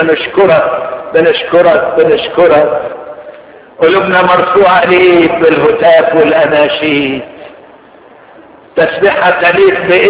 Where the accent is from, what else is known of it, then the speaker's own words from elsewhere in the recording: Egypt; بنوصيك على بلادنا مصر